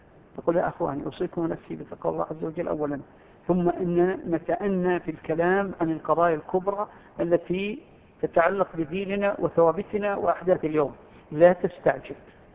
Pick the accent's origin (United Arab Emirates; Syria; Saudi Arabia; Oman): Saudi Arabia; في بلادنا المملكة العربية السعودية أو ما حولها دول الخليج والأردن ونحو ذلك